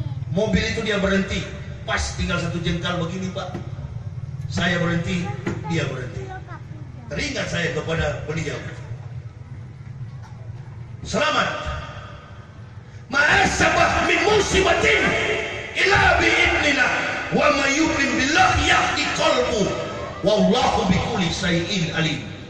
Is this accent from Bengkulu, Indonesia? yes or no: no; Manado, North Sulawesi, Indonesia; kampung halaman saya di Manado